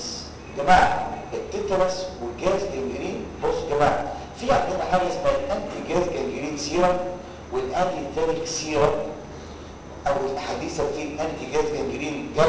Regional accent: Egypt; أنا مصري وأبويا مصري

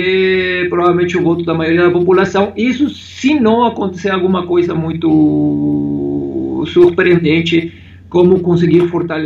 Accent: Mexico; now in Brazil; Olha, eu saí há muito tempo do México. Eu saí do México em 1996, isso significa 21 anos.

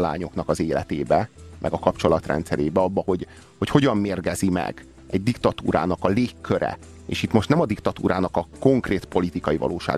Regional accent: Romania; born or raised there

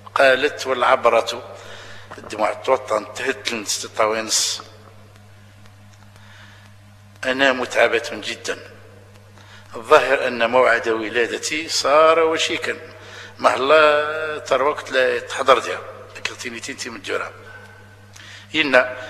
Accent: Algeria; اللي شالي معروفين عندنا في الجزائر

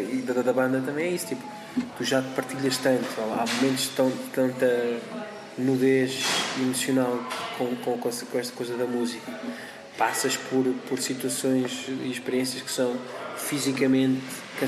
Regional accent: Portugal; Tipo, sou Tuga, nesse sentido sou bué da Tuga.

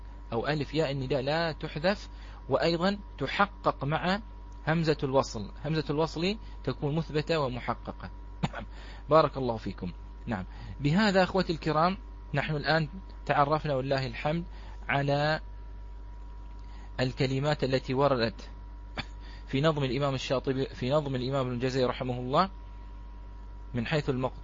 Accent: Bahrain; هذه بالعامية عندنا في البحرين، نقول يا الله

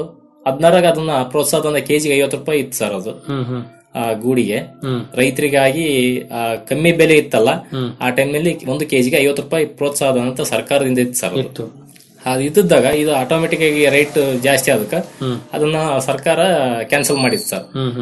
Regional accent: Ampapattana, Karnataka, India; ನಮ್ಮೂರಲ್ಲಿ ಇಡೀ ಊರಲ್ಲಿ ಸೇರಿ 6 ಜನ ಇದ್ವಿ ಸರ್. ನಾವು ಇಡೀ ಅಂಪಾಪಟ್ಟಣದಲ್ಲಿ 6 ಜನ ಇದ್ವಿ ರೇಷ್ಮೆ ಬೆಳೆಗಾರರು.

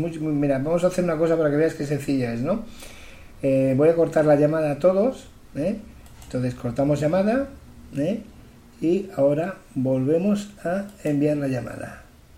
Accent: Spain; los malos de la película somos los españoles

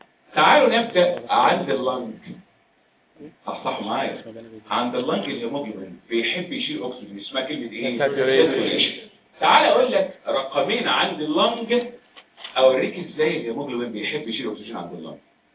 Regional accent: Egypt; انت عارف بلادنا مصر لا هي مرتفعات ولا منخفضات. احنا بلدنا على مستوى سطح البحر.

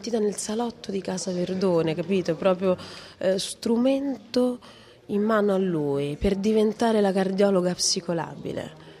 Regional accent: Rome, Lazio, Italy; essendo io romana, nata e vissuta a Roma, tifosa della Roma

